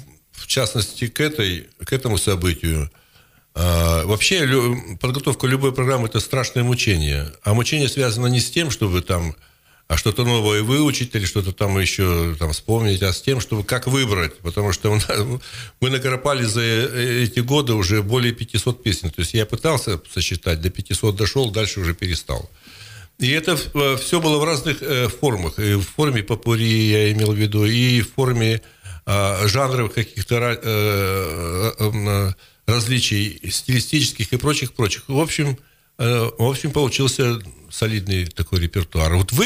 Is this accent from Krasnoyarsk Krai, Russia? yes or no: yes; Yeniseysk, Krasnoyarsk Krai, Russia; also born or lived in Uzbekistan; Поскольку я родом из Сибири, я вообще енисейский. Я в Енисейске родился, в Подтесово родился, Енисейского района. И я живу, так сказать, все время в Сибири, там, за исключением 8 лет